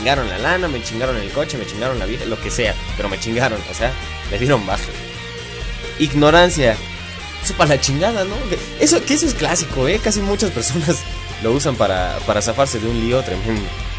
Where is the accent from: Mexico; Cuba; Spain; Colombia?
Mexico; Y como buenos mexicanos, tenemos muchas y muchos